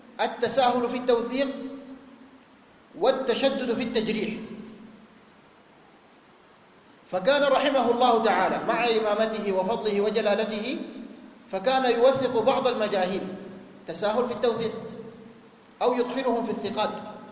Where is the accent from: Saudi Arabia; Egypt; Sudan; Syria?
Sudan; مجموعات الغلاة الموجودة عندنا في السودان وفي غيرها